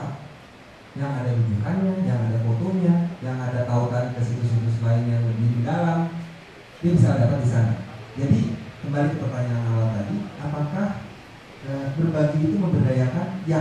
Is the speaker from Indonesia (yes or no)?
no; Belgium; saya orang Belgia, dan saya tiap hari menulis dan berbicara dengan bahasa Inggris.